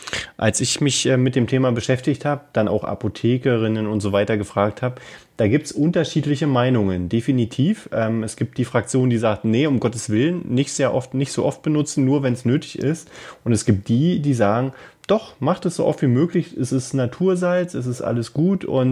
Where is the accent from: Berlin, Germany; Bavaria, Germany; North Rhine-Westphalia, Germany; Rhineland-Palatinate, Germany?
Berlin, Germany; Wir sind ja Berliner.